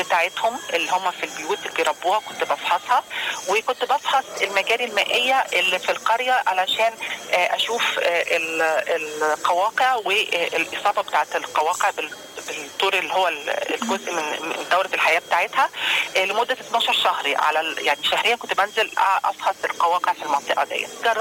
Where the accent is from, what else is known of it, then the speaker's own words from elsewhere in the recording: Alexandria, Alexandria Governorate, Egypt; فبالتالي ابتدت تظهر عندنا في إسكندرية كمان الفاشيولا